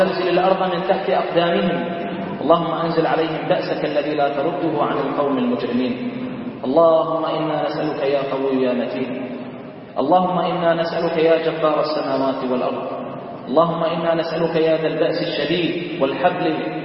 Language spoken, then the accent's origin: Arabic; Bahrain; اللهم احفظ بلدنا البحرين